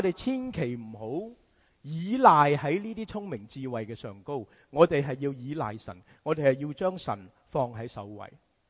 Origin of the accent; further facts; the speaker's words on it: China; 我们中国人说靠山靠山